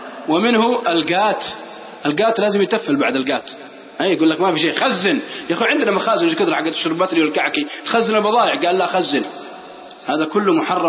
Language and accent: Arabic; Al-Qassim, Saudi Arabia; والله أني أعرف ناس عندنا في القصيم